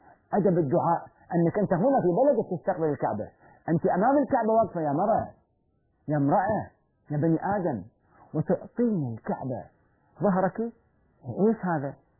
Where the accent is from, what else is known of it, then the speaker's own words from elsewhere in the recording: Egypt; المصريين طبيعتهم، وأنا مزاجي مصري